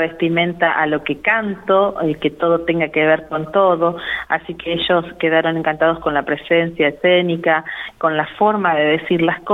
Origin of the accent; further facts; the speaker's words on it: La Pampa, Argentina; Le estoy contando al mundo que soy de La Pampa y las cosas maravillosas que tiene.